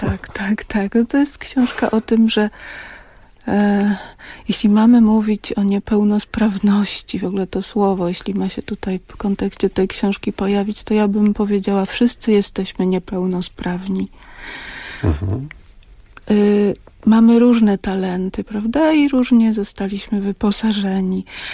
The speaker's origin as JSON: {"language": "Polish", "town": "Pabianice", "region": "Łódź Voivodeship", "country": "Poland", "tie": "born or raised there", "said": "wśród których też się wychowałam, bo ja pochodzę z Pabianic"}